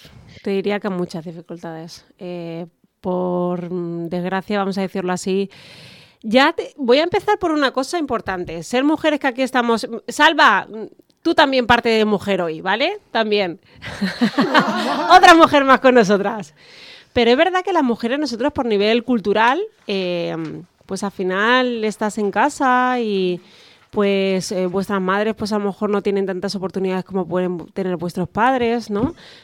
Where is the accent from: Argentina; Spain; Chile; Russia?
Spain; Castilla-La Mancha; en La Mancha, que yo soy manchega